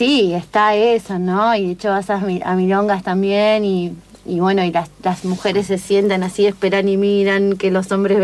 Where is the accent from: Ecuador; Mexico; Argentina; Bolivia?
Argentina; Azul, Buenos Aires Province; yo soy de Azul, ¿no? Provincia de Buenos Aires